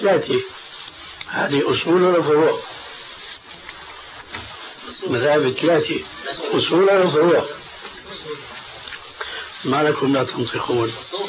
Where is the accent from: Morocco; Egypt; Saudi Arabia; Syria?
Syria; كما يقولون عندنا في سوريا هات إيدك وامشي